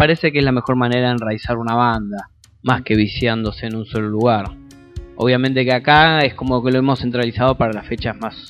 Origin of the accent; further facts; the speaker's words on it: Neuquén, Argentina; now in Buenos Aires, Argentina; yo soy de Neuquén.